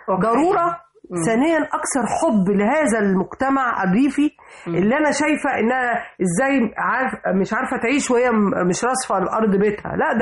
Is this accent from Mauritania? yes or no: no; Upper Egypt, Egypt; لما جيت اشتغل في الدراسات العليا انا بنت الصعيد